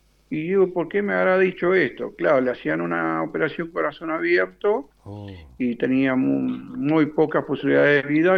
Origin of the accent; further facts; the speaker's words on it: San Juan, Argentina; born there; now in Ushuaia, Argentina; Soy nacido en San Juan y me vine hace 38 años. Me vine acá a Ushuaia y bueno, ya me instalé.